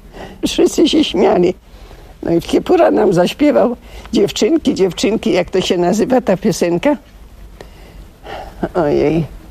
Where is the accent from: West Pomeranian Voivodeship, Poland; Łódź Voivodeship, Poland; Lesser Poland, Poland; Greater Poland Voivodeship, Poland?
Lesser Poland, Poland; Zakopane; also born or lived in Radomyśl / Krynica-Zdrój; Urodziłam się u babci w Radomyślu, a mieszkałam w Zakopanem. W 25. Do 10 roku życia. A potem przyniosłam się do Krynicy Zdrój. To był rok przed wojną, to był 38 rok.